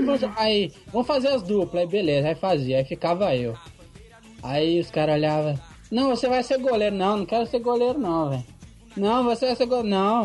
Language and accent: Portuguese; Vitória, Espírito Santo, Brazil; Aqui eu sou do Espírito Santo, Vitória, né?